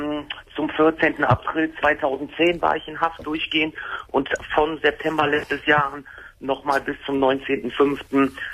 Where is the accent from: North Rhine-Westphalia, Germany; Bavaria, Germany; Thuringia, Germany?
North Rhine-Westphalia, Germany; Wuppertal; Ich komme aus Wuppertal.